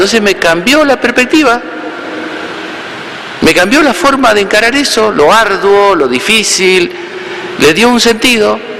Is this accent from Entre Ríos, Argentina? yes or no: yes; Entre Ríos, Argentina; Estando en mi pueblo natal, allá en Entre Ríos